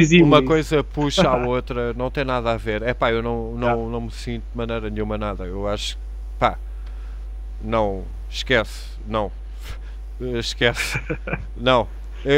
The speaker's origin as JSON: {"language": "Portuguese", "country": "Portugal", "said": "Porque eu próprio, como português, fosse para fora"}